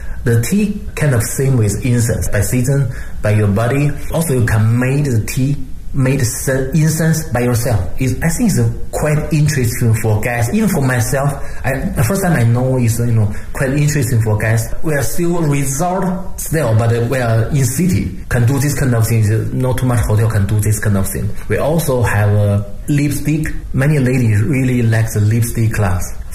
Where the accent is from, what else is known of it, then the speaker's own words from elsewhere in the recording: Beijing, China; And for me, I'm from Beijing, I know Beijing a lot.